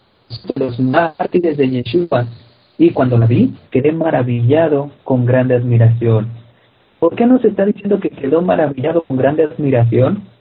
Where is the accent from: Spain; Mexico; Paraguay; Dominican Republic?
Mexico; Todo ese tipo de cosas ni siquiera nos pertenecían a nosotros como mexicanos.